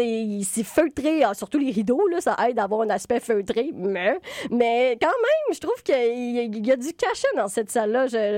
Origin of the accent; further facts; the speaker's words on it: Trois-Rivières, Quebec, Canada; Et en tant que Mauricienne et particulièrement trifluvienne